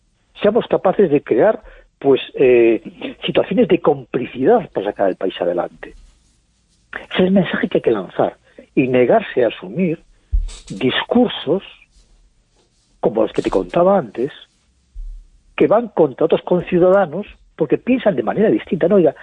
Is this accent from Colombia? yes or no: no; Spain; Yo creo que debemos estar muy orgullosos de cómo actuamos como colectivo, como españoles.